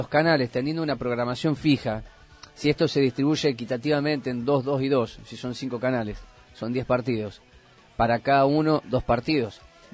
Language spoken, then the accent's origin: Spanish; Argentina; de que todos los argentinos podemos ver los 10 partidos de televisión, por la televisión, del fútbol argentino.